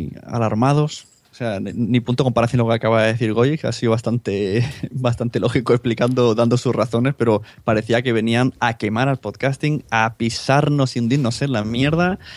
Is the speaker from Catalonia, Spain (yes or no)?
yes; Palau-solità i Plegamans, Catalonia, Spain; Es como si somos aquí el Palau de Plegamans, que es mi pueblo